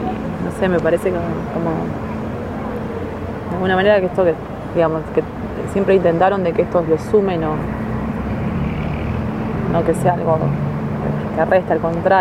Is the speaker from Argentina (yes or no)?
yes; Ramallo, Buenos Aires Province, Argentina; Mi pueblo es chiquito, entonces mi pueblo fue todo, están todos convulsionados. Y ahora con el juicio, me hicieron un par de entrevistas a unos amigos míos que son un compañero en otro de comunicación, entonces salió en el diarito de Ramallo